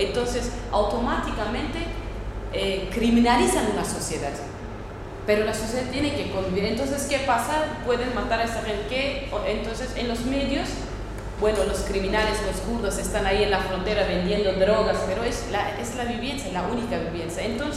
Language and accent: Spanish; Northern Kurdistan, Turkey; Spanish is a second language; vivimos en las fronteras, nos dividieron entre Irán, Irak, Siria y Turquía. Somos gente de la frontera. Y somos, yo soy parte de Turquía, no soy, es el norte de Kurdistán. Soy, a nosotros lo nombran como los turcos de las montañas.